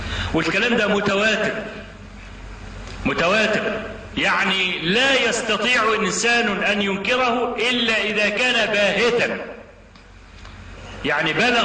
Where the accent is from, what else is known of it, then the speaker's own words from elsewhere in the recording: Egypt; ده شغلته ايه هنا عندنا في مصر؟